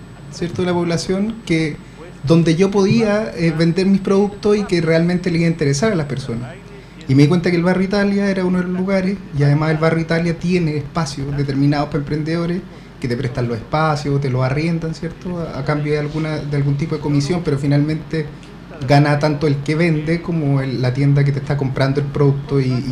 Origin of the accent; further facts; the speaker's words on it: Puente Alto, Santiago Metropolitan Region, Chile; Yo soy puentealtino y he estudiado varias cosas, en verdad.